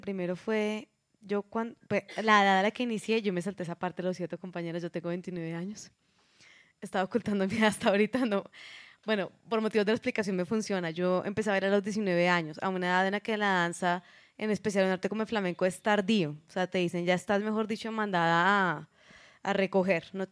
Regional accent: Bogotá, Colombia; Uno como rola, debo decirlo, como bogotana, pues se sentirán muchas identificadas.

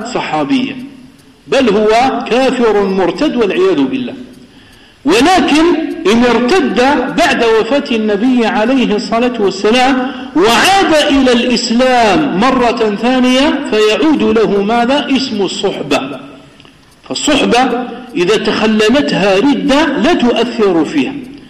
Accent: Kabylie, Algeria; Arabic is a second language; فنحن أصلا أنا لست عربيا، أنا أعجمي، أنا قبائلي، قبيلي مش عربي.

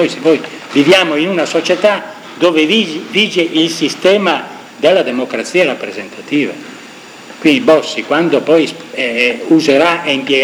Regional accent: Lombardy, Italy; Io vengo dalla Lombardia

